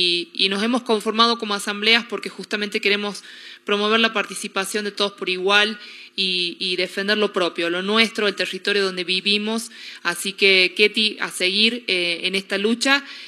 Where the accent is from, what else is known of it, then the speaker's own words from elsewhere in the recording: La Rioja, Argentina; nosotros como riojanos que sentimos a los catamarqueños como nuestros hermanos